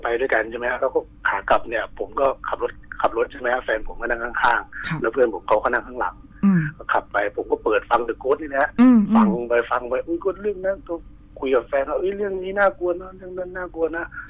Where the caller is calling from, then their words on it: Bangkok, Thailand; ผมอยู่ตรงแถวแอร์พอร์ตลิงก์รามครับ